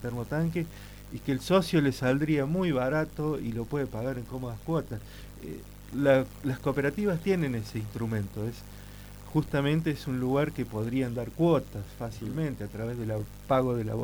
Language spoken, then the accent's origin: Spanish; San Lorenzo, Argentina; Yo soy de San Lorenzo y soy más que un curioso